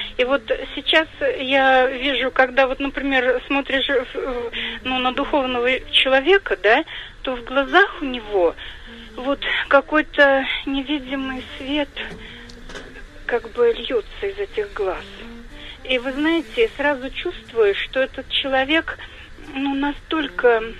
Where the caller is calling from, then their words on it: Saratov Oblast, Russia; Я из Саратовской области звоню.